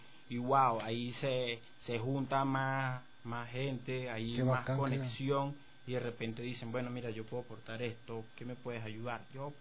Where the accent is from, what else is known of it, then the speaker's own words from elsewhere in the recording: Maracay, Aragua, Venezuela; la ciudad jardín, Maracay, de donde yo vengo, pues